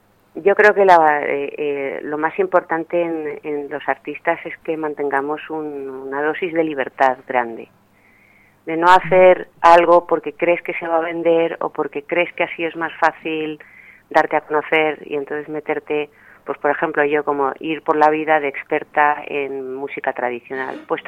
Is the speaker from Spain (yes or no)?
yes; Madrid, Community of Madrid, Spain; born there; uno nace en una ciudad grande, yo nací en Madrid, y si no estás vinculada a algún pueblo